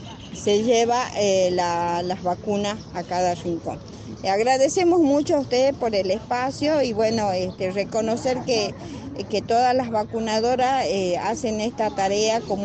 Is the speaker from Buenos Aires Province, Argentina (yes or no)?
no; Salta, Argentina; Yo soy de Salta, pero de Salta, una provincia grande, geográficamente extensa, diversa, y hemos venido de varios rinconcitos de mi provincia, como ser un Santa Victoria, un Orán, un San Antonio de los Cobres